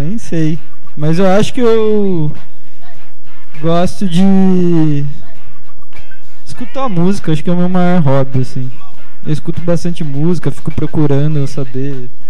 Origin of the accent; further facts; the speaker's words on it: Curva do Rio, São Paulo, Brazil; now in São Carlos, Brazil; Nascido e criado na Curva do Rio, do interior paulista. É, vim parar aqui em São Carlos por acaso.